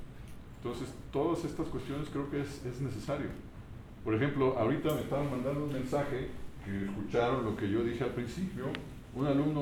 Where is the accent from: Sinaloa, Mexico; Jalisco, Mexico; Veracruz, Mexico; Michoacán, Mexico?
Michoacán, Mexico; Morelia; la existencia del movimiento coral que tradicionalmente se dice que existe en Morelia, por lo menos, que es de donde yo soy